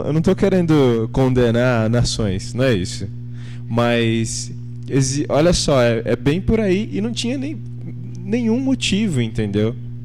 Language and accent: Portuguese; Campos do Jordão, São Paulo, Brazil; Eu lembro que na minha cidade, sou de Campos do Jordão